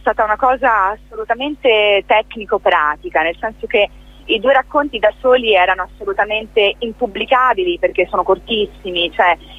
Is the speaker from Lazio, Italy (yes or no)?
no; Ancona, Marche, Italy; sarà il 9 aprile ad Ancona, quindi la prossima sarà nella mia casa, nella mia terra patria.